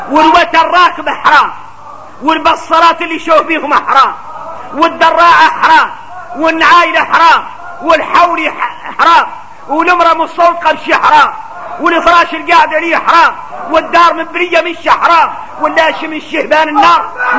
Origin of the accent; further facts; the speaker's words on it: Mauritania; نحن موريتاني